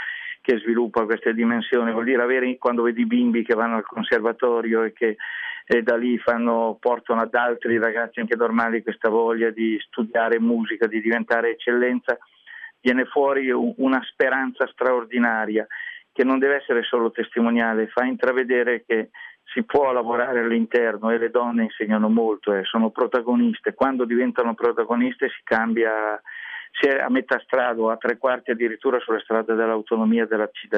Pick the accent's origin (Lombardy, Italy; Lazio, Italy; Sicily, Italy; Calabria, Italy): Lombardy, Italy; Milan; Io sono partito dalla periferia di Milano, la Bovisa, ai tempi, che era proprio periferia, e ho sempre vissuto dentro le periferie